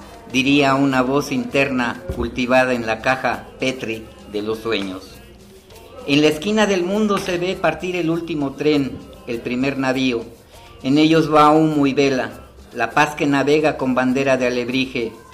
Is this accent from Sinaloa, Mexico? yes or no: no; Mexico City, Mexico; En Tepito se dice que venimos desde Cuauhtémoc, desde el señor Cuauhtémoc.